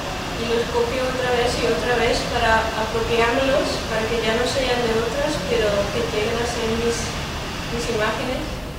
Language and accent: Spanish; Netherlands; soy de Holanda